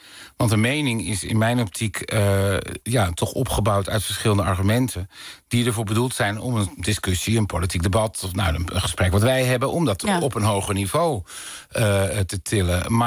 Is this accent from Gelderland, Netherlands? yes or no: no; Dirksland, South Holland, Netherlands; born there; En dan ben ik in de Tuinstraat in Dirksland, waar mijn geboortedorp.